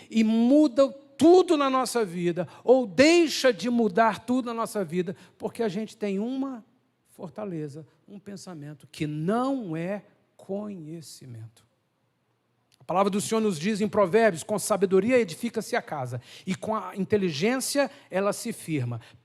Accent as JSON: {"language": "Portuguese", "country": "Brazil", "said": "Nós, como brasileiros, faz força, se vira"}